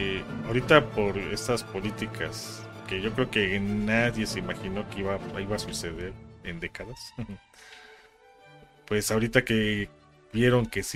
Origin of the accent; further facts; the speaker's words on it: Mexico; también aquí hablamos mucho de, sí, somos mexicanos